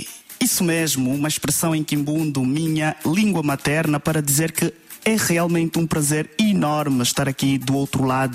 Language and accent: French; Angola; French is a second language; je suis apprenant de français et je viens d'Angola.